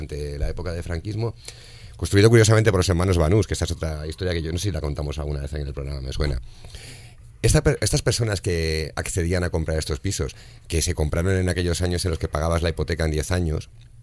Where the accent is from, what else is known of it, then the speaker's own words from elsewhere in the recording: Madrid, Community of Madrid, Spain; Cuando yo era pequeño, en el piso que yo me crié en Cuatro Vientos, son pisos de mala construcción